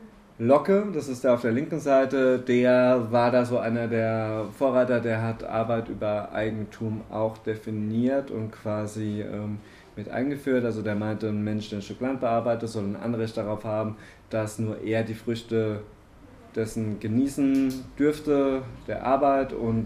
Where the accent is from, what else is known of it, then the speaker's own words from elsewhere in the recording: Baden-Württemberg, Germany; also ich komme aus Baden-Württemberg, da gibt es deutlich mehr Feiertage als hier.